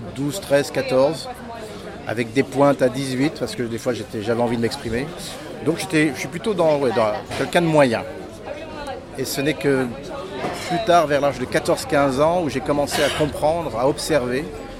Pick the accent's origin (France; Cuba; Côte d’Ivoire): France; Paris, Île-de-France; born there